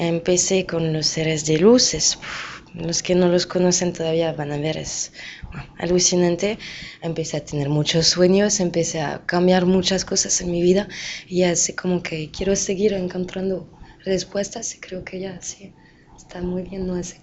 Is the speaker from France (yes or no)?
yes; France; Spanish is a second language; vengo de Francia, pues por eso mi acento.